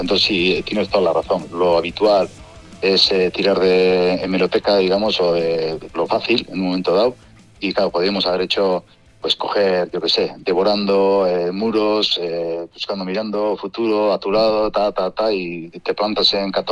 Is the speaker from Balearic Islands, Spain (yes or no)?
no; Basque Country, Spain; first language eu; Spanish is a second language; al principio hacíamos todo en euskera, que es mi lengua materna y demás